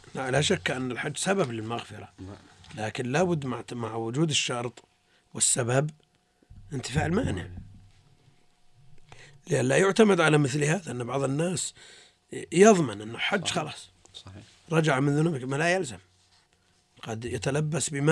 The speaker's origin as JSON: {"language": "Arabic", "country": "Tunisia", "said": "أنا تونسي."}